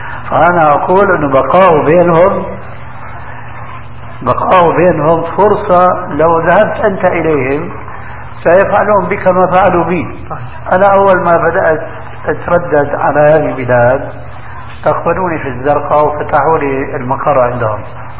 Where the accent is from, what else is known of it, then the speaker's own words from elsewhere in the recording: Syria; كما يقولون عندنا في سوريا في الجماعة من عظم الرقبة